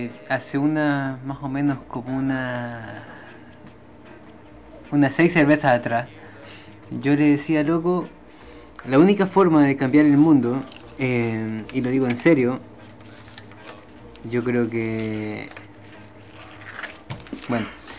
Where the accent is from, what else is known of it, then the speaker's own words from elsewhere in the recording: Guayaquil, Guayas, Ecuador; Se trata de ir a Quito, por ejemplo, siendo yo guayaquileño.